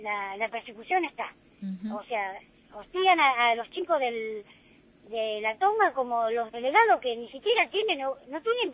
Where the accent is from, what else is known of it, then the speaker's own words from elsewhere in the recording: Argentina; como ciudadanos argentinos que somos nosotros